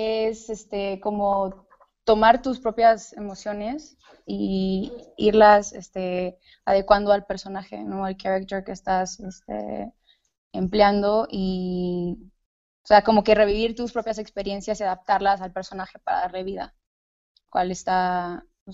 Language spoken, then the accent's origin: Spanish; Honduras; pues soy hondureña, creo que ya sabías eso. Así que si de repente se me sale acento, trata de controlarlo un poco, pero yo en realidad estudié administración de empresas en Honduras